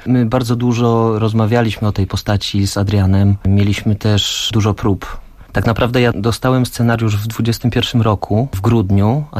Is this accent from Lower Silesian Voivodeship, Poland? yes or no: no; Tarnów, Lesser Poland, Poland; Ja też jestem z mniejszego miasta, bo pochodzę z Tarnowa.